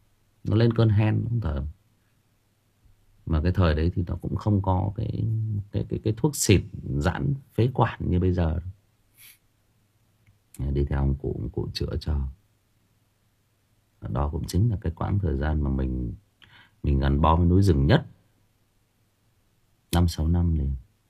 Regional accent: Thai Nguyen, Vietnam; also born or lived in Lao Cai; Tôi ở Thái Nguyên, tôi sinh ra lớn lên Thái Nguyên, nhưng mà tôi đã có khoảng 5 năm của tuổi thơ của tôi thì ở trên Lào Cai

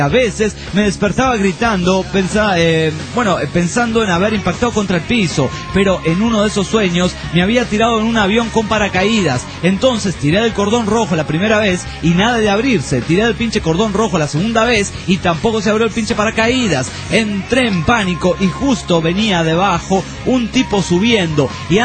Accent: Monterrey, Nuevo León, Mexico; Yo no dije que me discriminabas por ser de Monterrey

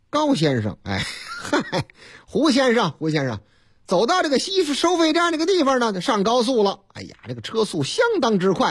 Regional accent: Chongqing, China; 我老家重庆

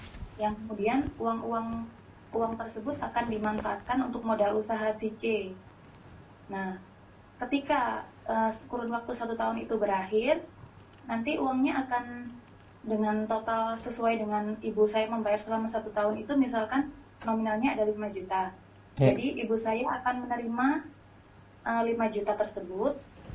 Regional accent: East Java, Indonesia; Ustadz, saya dari Jawa Timur.

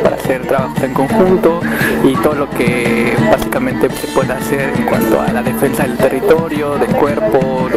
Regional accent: Mexico City, Mexico; Bueno, yo vengo de la Ciudad de México

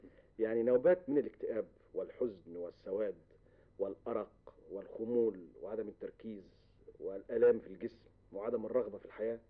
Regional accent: Egypt; كانت موجودة عندنا في مصر

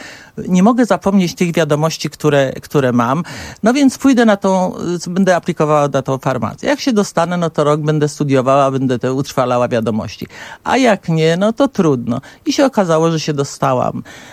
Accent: Warsaw, Masovian Voivodeship, Poland; ja pochodzę z Warszawy. W Warszawie się urodziłam i właśnie w Warszawie spędziłam całe życie swoje.

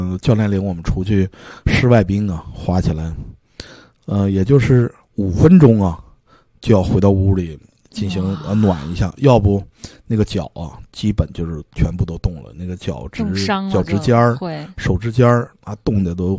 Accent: Northeast China, China; accent: Northeastern; 东北口音比较重啊。

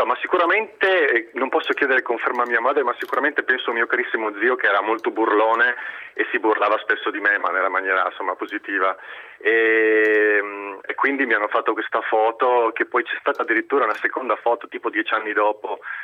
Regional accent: Friuli-Venezia Giulia, Italy; io essendo friulano

